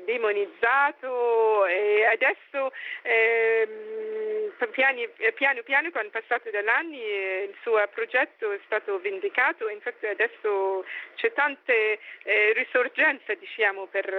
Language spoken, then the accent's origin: Italian; Ghana; Italian is a second language; ho deciso di tornare nel mio paese principale, in Ghana